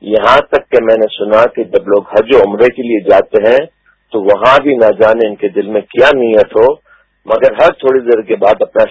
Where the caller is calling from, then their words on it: Dallas, Texas, United States; Deals Texas U S A سے عرض کر رہا ہوں.